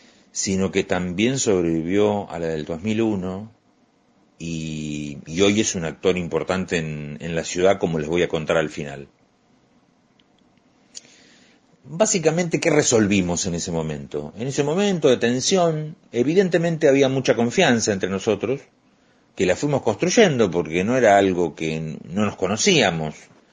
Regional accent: Luján, Buenos Aires Province, Argentina; en el año 1988, definió que yo me quedara a echar raíces en mi pueblo, en mi ciudad.

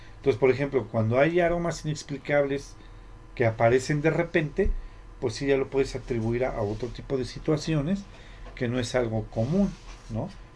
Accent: Mexico; nosotros como mexicanos, no sé si en todo el mundo, pero por ejemplo como mexicanos, siempre tenemos esa creencia

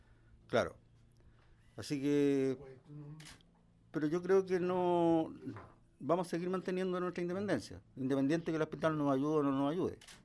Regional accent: Quilpué, Valparaíso, Chile; el pasaje de donde yo vengo, que es de Quilpué, que es una ciudad que queda al lado de Viña

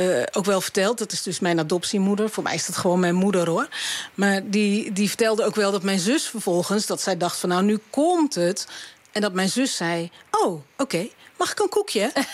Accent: Dordrecht, South Holland, Netherlands; born there; Ik studeerde in die tijd in Utrecht. En we zijn in de auto gestapt en zijn naar Dordrecht gegaan, waar ik geboren ben.

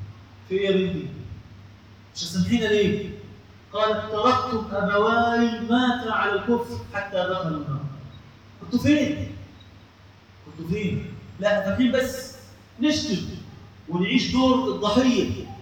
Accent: Egypt; إخواننا إحنا مصريين

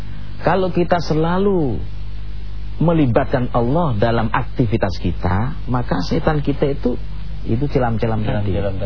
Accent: Jakarta, Indonesia; Istitobah itu bahasa kita, orang Betawi atau orang Jakarta, orang Indonesia ini cebok.

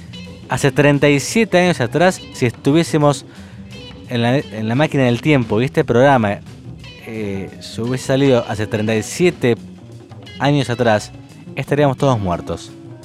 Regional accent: Argentina; porque somos todos argentinos.

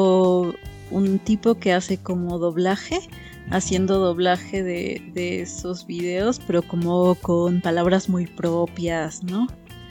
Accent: Mexico; como mexicanos

